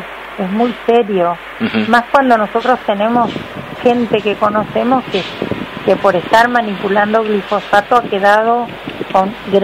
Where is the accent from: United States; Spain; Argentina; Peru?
Argentina; Ceibas, Entre Ríos; born there; also born or lived in Villa Paranacito; yo nací en Ceibas, en un pueblo en el campo, donde se hacía ganadería.